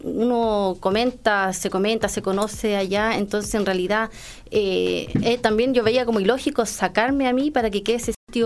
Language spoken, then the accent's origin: Spanish; Chile; Somos todos ciudadanos, somos todos chilenos.